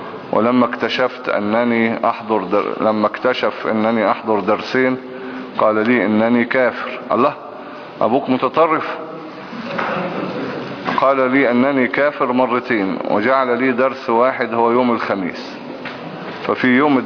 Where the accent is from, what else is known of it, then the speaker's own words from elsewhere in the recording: Egypt; مش مصلحة ان احنا نقعد نطحن في بعض ونموت بعض يعني كمصريين يعني.